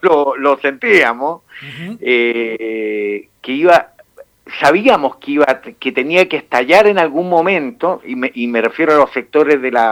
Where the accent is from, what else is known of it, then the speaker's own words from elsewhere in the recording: Chile; en nombre de mi pueblo, un enorme abrazo de gratitud por la muestra extraordinaria de solidaridad que nos han brindado en estos días tan duros que nos ha tocado sufrir acá en a lo largo de todo Chile